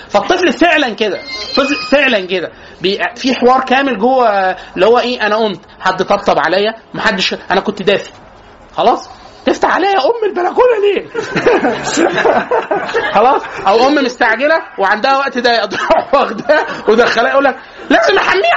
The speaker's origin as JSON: {"language": "Arabic", "country": "Egypt", "said": "احنا عندنا في مصر لازم نفترق"}